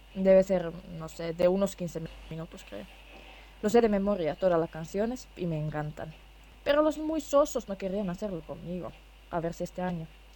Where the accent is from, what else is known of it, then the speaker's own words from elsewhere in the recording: Finland; En España siempre fui muy popular entre los niños cuando alguien les contó que yo soy de Finlandia, de donde vive Papá Noel.